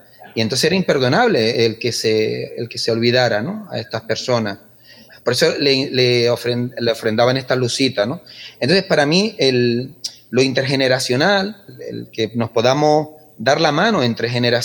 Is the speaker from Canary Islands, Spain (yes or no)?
yes; Valle Guerra, Canary Islands, Spain; mi familia, yo nací, mi infancia es en Valle Guerra, pero yo vengo aquí al sur y soy hijo adoptado de Igara. A partir de los 15, de los 12, 13 años ya me vine para acá, ¿no? Y bueno, soy un sureño, un mago